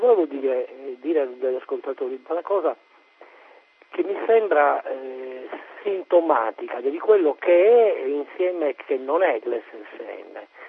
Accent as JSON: {"language": "Italian", "town": "Cagliari", "region": "Sardinia", "country": "Italy", "said": "non perché io sono di Cagliari"}